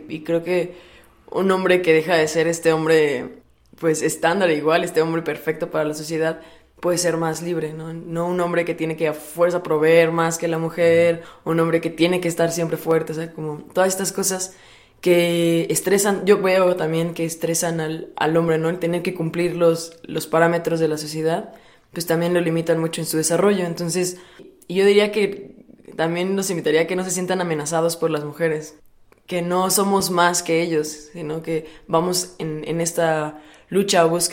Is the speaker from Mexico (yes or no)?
yes; Puebla, Mexico; soy de Puebla y tengo 23 años.